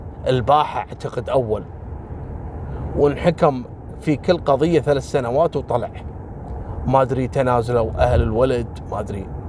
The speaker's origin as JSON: {"language": "Arabic", "country": "Kuwait", "said": "تدرون مثل هذا اللي اعترف وهو ما له علاقة، حصلت عندنا في الكويت مرة"}